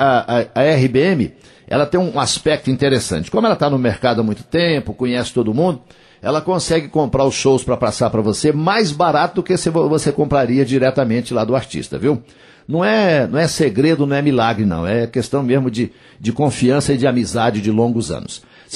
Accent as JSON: {"language": "Portuguese", "town": "Coromandel", "region": "Minas Gerais", "country": "Brazil", "said": "A minha cidade, meu município de Coromandel, é um dos maiores produtores de leite do estado de Minas Gerais"}